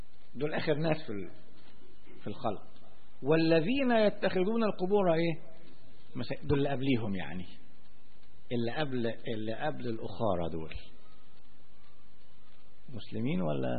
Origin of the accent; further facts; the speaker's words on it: Alexandria, Alexandria Governorate, Egypt; منطقة زي منطقة بحري عندنا في اسكندرية